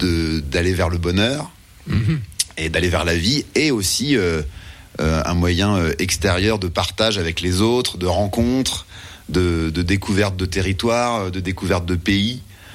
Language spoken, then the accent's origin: French; Saint-Dié, Grand Est, France; Moi je viens de Saint-Dié, donc du coup j'ai pas si souvent ça l'occasion de venir dans les coins de Remiremont.